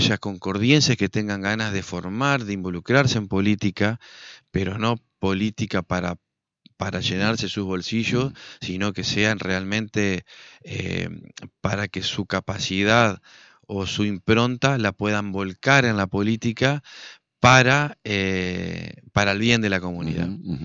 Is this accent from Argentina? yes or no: yes; Argentina; yo, como muchos argentinos, creímos que era la avenida del medio y que era la moderación y que era la esperanza de la Argentina